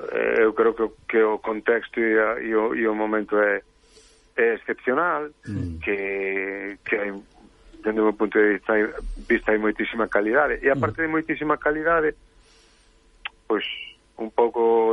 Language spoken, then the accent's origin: Galician; Fene, Galicia, Spain; Eu criei-me ali, en Cerquiña de Ferrol. Cerquiña de Ferrol, en Fene, sí.